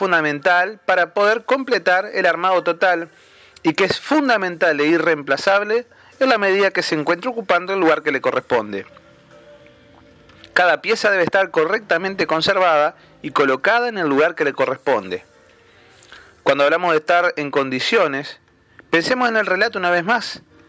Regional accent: Uruguay; En mi país, Uruguay, por ejemplo, hay grandes extensiones de tierra que se pierden en el horizonte.

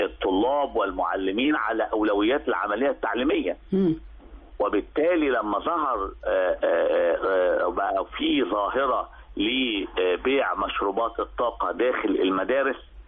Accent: Egypt; انت عارفه ان احنا عندنا في مصر فكره كانتين المدرسه

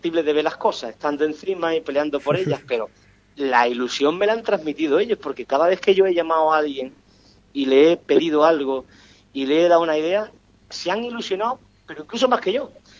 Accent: Ubrique, Andalusia, Spain; todos los que han estado ahí son de mi tierra, son de mi Ubrique

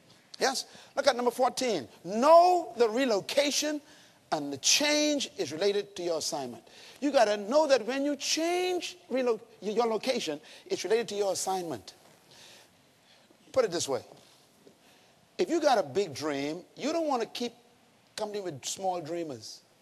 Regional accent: Bains Town, Bahamas; Growing up in Baines Town, the worst thing that could happen to anyone was to have their daughter pregnant.

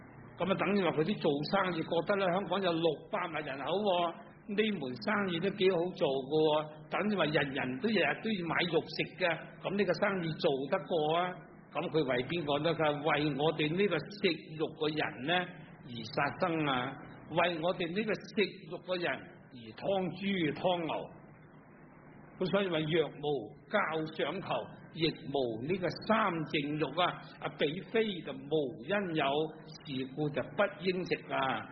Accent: Guangdong, China; 我哋广东人最兴啦。我做小朋友都听过

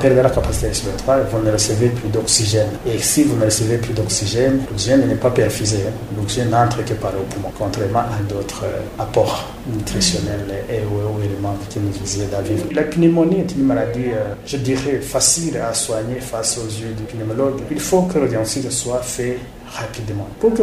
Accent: Burundi; Chez nous, au Burundi, effectivement, cette maladie existe.

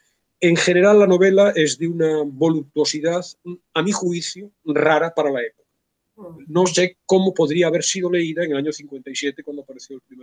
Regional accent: Vigo, Galicia, Spain; yo soy de Vigo, ¿no?

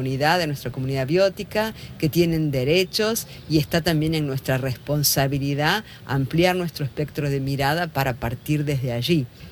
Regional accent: Argentina; vengo de Argentina, mi lugar de trabajo está en Córdoba

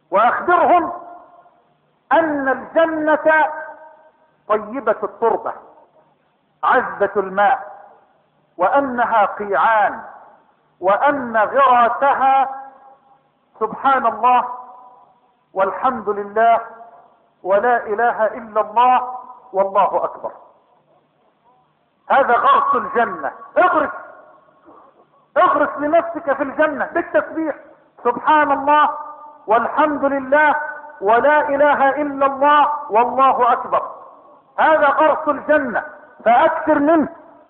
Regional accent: Egypt

